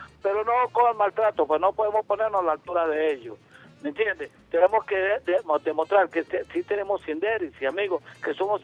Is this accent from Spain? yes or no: no; Venezuela; somos venezolanos y merecemos que nos den la oportunidad como personas con discapacidad.